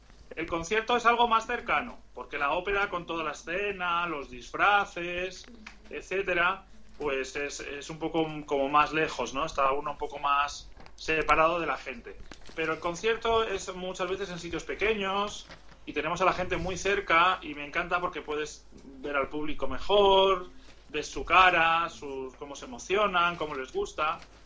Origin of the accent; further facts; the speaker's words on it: Spain; yo soy español y me siento español y me encanta la música española